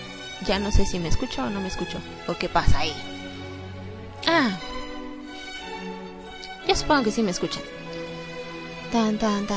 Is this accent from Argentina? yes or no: no; Mexico; para que sepan qué es lo que hacemos en México, cómo somos los mexicanos y así.